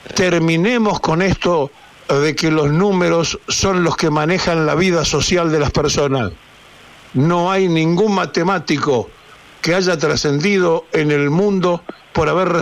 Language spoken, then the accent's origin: Spanish; Argentina; hablando como argentino, como ciudadano, como padre, como abuelo.